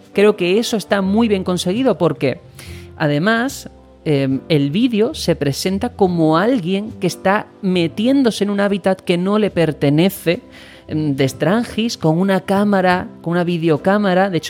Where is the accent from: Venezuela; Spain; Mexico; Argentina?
Spain; un juego que técnicamente está ambientado y basado en mi país, en España, resulta que me descubre cosas de mi país, que es España, que yo, como español, no conocía